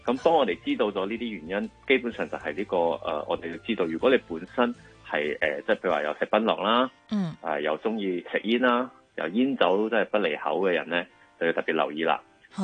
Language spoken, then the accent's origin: Cantonese; Malaysia; 但系喺我嘅乡下咧，即系马来西亚咧。